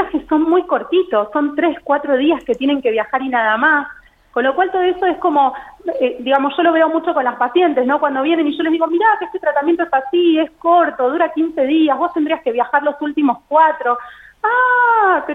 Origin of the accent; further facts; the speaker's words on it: Buenos Aires, Argentina; yo soy de Buenos Aires, me mudé acá hace unos años, sí. Hice toda mi formación y mi residencia en un hospital del conurbano, en Buenos Aires